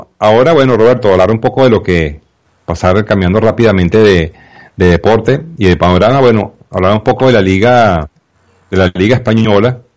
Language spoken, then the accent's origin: Spanish; Venezuela; muy para nosotros los venezolanos. Bueno, muy a mi pesar, pues, como en venezolano